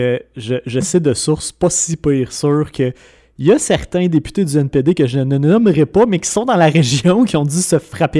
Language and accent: French; Quebec, Canada; Et je vais même me donner une petite supériorité en tant que Québécois